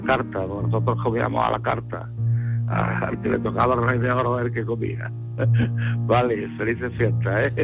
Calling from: Córdoba, Andalusia, Spain; de Córdoba.

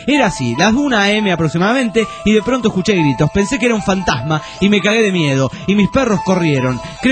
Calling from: Juliaca, Puno, Peru; de Juliaca, Perú.

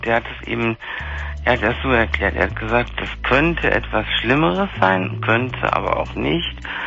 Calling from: Munich, Bavaria, Germany; da war bei uns in München hier tierisch Glatteis

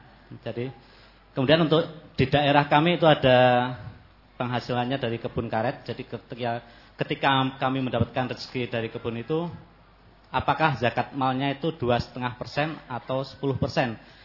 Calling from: Baturaja, South Sumatra, Indonesia; dari Batu Marta, Batu Raja, Palembang, Pak.

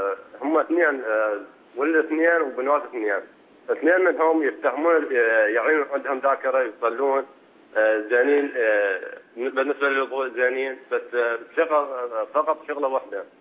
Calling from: Iraq; أقول لك من العراق

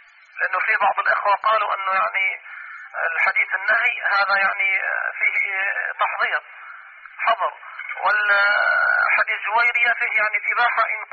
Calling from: Mecca, Makkah Province, Saudi Arabia; شيخ احنا بنكلمك يعني من مكة

